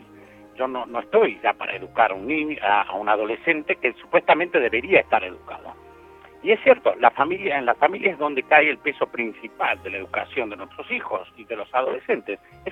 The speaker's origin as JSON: {"language": "Spanish", "country": "Argentina", "moved": "yes", "lives_now": "Spain", "said": "De Argentina."}